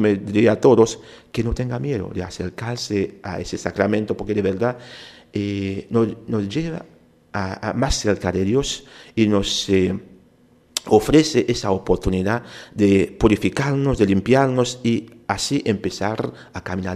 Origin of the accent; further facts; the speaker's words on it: Haiti; Spanish is a second language; yo nací en Haití, soy haitiano. Y a veces la gente pregunta, ¿y por qué habla español tan bueno? Pero tenía que estudiarlo. En mi país se enseña español en la escuela.